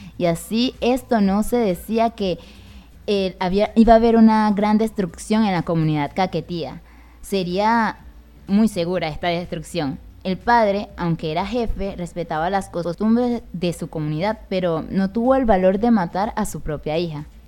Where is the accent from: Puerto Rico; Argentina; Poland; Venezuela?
Venezuela; así somos los venezolanos, ¿qué vamos a hacer?